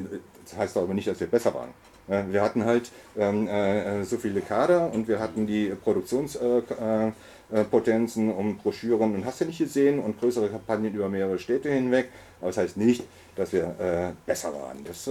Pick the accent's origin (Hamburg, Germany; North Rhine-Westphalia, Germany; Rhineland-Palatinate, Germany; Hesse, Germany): Hamburg, Germany; das mag sich als Oldie und insbesondere als Hamburger so darstellen